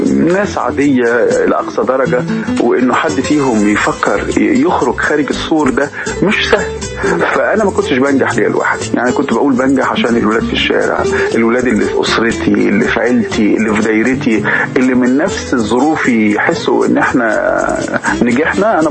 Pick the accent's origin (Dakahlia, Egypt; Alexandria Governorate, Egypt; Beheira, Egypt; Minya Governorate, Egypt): Alexandria Governorate, Egypt; Alexandria; احنا عندنا في اسكندريه لما مثلا احنا كنا نروح البحر